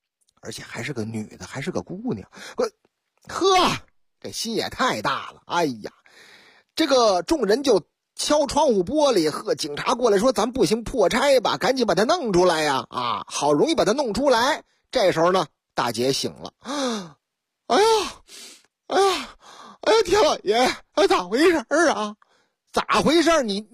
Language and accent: Chinese; Shenyang, Liaoning, China; 这事情还真是在我老家发生的，辽宁大沈阳